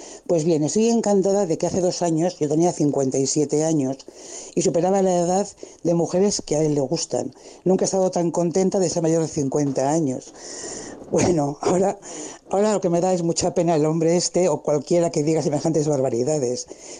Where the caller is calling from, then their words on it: Bilbao, Basque Country, Spain; de Bilbao y le voy a comentar una cosa que me ha ocurrido hoy.